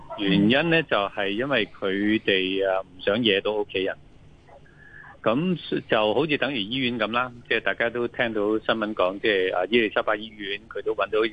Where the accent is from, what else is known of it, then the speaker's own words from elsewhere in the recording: Hong Kong; 我哋香港人